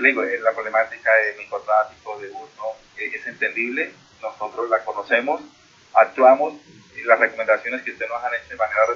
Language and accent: Spanish; Soacha, Cundinamarca, Colombia; No nos sigamos estigmatizando porque nosotros vivimos y somos de Soacha.